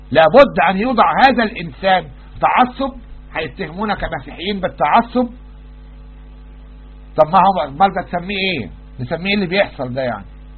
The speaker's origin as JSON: {"language": "Arabic", "country": "Egypt", "said": "يعني عندنا نوادي أجنبية في مصر"}